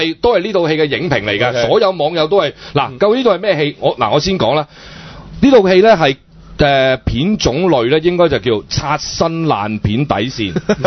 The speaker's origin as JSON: {"language": "Cantonese", "country": "Hong Kong", "said": "其實因為咧我哋成日喺內地咧。同啲朋友一齊即係聚嘅時候呢，好多時佢一知道我哋香港人呢"}